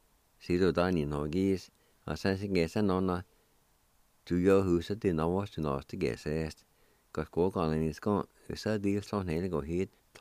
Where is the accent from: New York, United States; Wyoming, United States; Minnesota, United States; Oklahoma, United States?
Oklahoma, United States; Jay; You all know I grew up around Jay and I went to Pine Baptist Church.